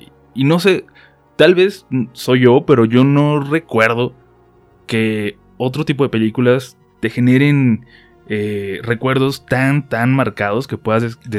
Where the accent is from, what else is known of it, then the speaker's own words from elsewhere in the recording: Tijuana, Baja California, Mexico; Yo soy de Tijuana y allá le decimos video.